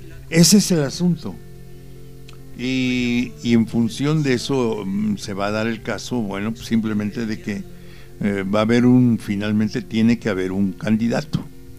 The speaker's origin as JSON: {"language": "Spanish", "region": "Puebla", "country": "Mexico", "said": "somos los poblanos. Es los millones de electores que vivimos en Puebla"}